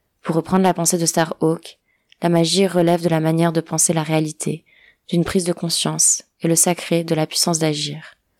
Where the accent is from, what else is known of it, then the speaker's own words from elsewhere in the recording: Ceará, Brazil; French is a second language; de la région de Ceará, la province où je suis née et où j'ai grandi au Brésil.